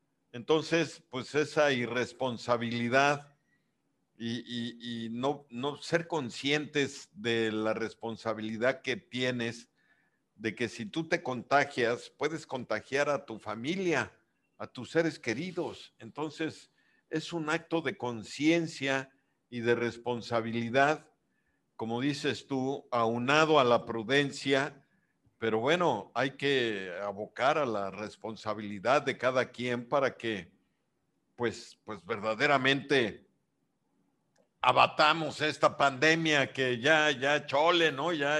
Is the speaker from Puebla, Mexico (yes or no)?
no; Yucatán, Mexico; el trabajo en equipo como yucatecos